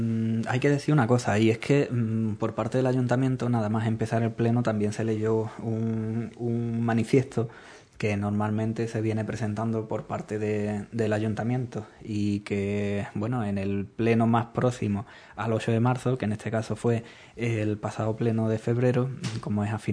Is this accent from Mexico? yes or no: no; Andalusia, Spain; Porque es nuestra tierra, son nuestras costumbres, somos nosotros, y como andaluces